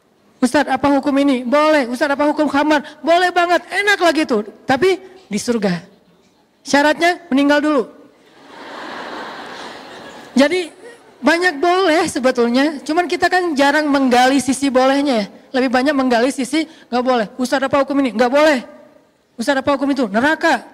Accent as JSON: {"language": "Indonesian", "region": "Aceh", "country": "Indonesia", "tie": "born or raised there", "also_born_or_lived": "Egypt", "moved": "yes", "said": "Tsunami di kampung saya di Aceh dulu. Alhamdulillah, sejak saya pergi ke Mesir"}